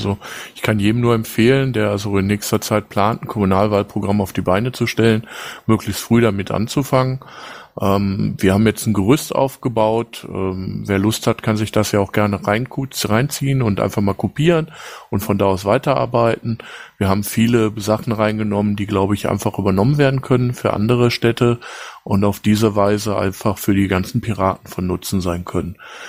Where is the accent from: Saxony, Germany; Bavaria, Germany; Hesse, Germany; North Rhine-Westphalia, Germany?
North Rhine-Westphalia, Germany; Dortmund; Ich komme auch aus Dortmund. Ich bin 45.